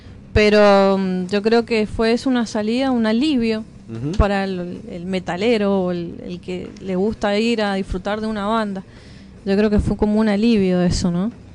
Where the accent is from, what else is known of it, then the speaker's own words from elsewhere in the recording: Mendoza, Argentina; Mendoza, sí, Capital.